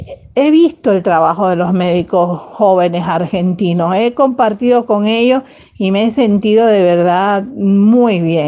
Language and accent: Spanish; Cuba; Eso es lo que hacemos como médicos cubanos.